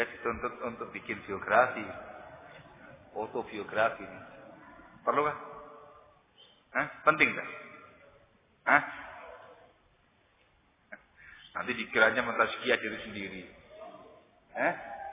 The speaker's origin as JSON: {"language": "Indonesian", "town": "Sidayu", "region": "East Java", "country": "Indonesia", "tie": "born there"}